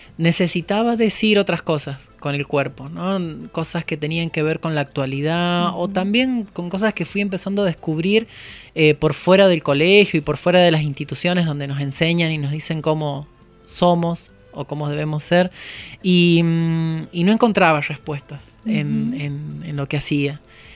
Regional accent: San Luis, Argentina; moved away; yo me vine de la provincia de San Luis, ya bailando

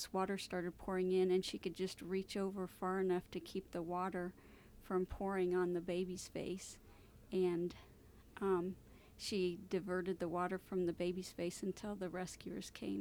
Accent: Joplin, Missouri, United States; I'm from Joplin, Missouri.

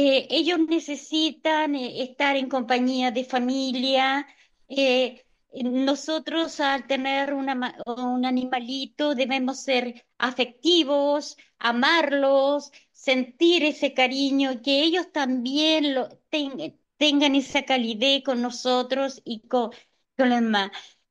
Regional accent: Lago Rapel, O'Higgins, Chile; yo soy la misma, soy latina, nunca niego mis raíces, soy de Lago Rapel, de Chile.

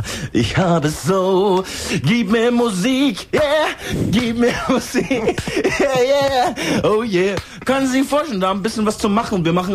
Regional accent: Germany; first language German; Ja, also ich bin auch in Deutschland aufgewachsen. Also meine Muttersprache ist eigentlich Deutsch.

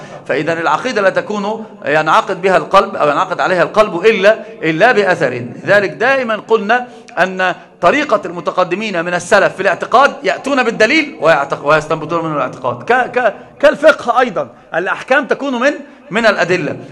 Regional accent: Egypt; هو رجل كان في الإمارات فقال لي أنت منين؟ من مصر.

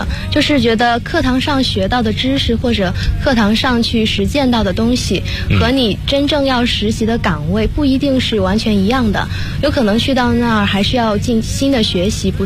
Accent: Guangdong, China; 我觉得首先是普通话可以算吗？因为我是广东人

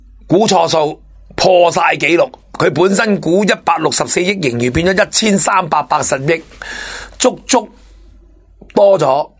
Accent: Hong Kong; 咁我哋香港人最需要起医院啦

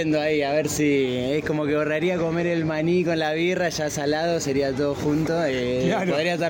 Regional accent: Córdoba, Argentina; una planta que hay en la zona de Conlara, que somos del sur de Villa Dolores

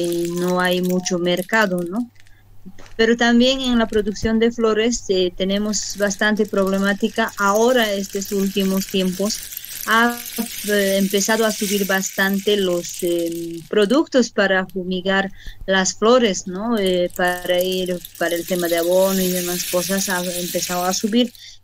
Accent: Tiquipaya, Cochabamba, Bolivia; soy del municipio de Tiquipaya, mi comunidad es Tolapuro, soy del distrito 3.

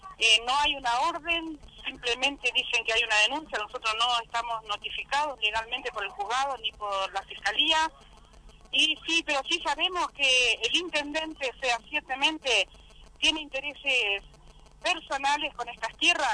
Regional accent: Tigre, Buenos Aires Province, Argentina; nosotros somos de Tigre

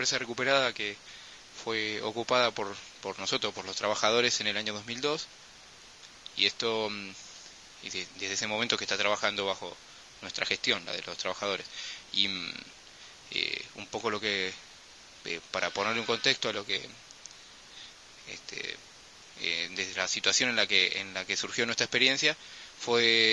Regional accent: Buenos Aires, Argentina; Nosotros venimos desde Buenos Aires

